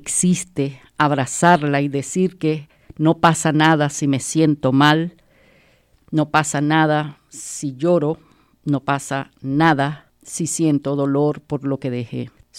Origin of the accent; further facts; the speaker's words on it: Venezuela; moved away; Yo vengo de Venezuela.